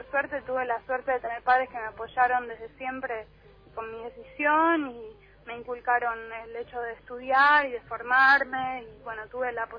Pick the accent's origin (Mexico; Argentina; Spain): Argentina; Buenos Aires; yo soy súper porteña y soy de una familia que nada tiene que ver con las provincias del norte del país, ni nada parecido